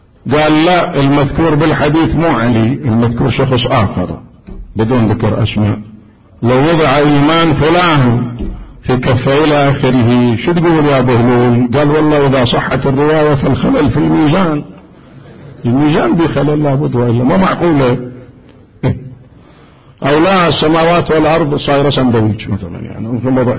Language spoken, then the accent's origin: Arabic; Iraq; كانت أزمة اسمنت عندنا بالعراق